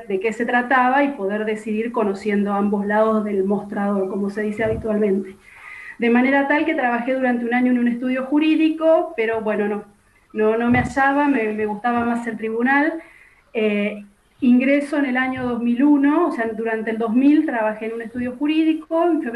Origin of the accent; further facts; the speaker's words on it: Santa Rosa, La Pampa, Argentina; also born or lived in Lonquimay; Pampeana de nacimiento, no nací en Santa Rosa, nací en Lonquimay, a 60 kilómetros de la ciudad de Santa Rosa. Vivo en la ciudad capital desde los 7 años en que mi familia se trasladó, mis padres decidieron radicarse aquí.